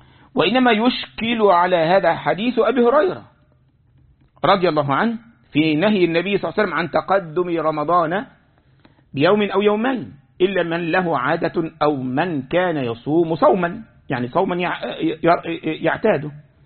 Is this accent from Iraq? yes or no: no; Egypt; يعني عندنا في مصر الناس يسمون